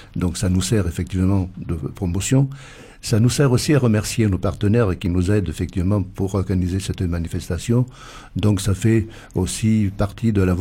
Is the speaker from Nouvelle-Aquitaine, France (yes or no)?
no; Occitanie, France; Je ne suis pas originaire de Saint-Gaudens, je suis originaire du Lauragais.